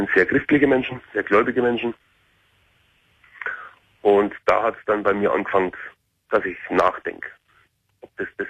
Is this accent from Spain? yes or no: no; Carinthia, Austria; Ich bin Kärntner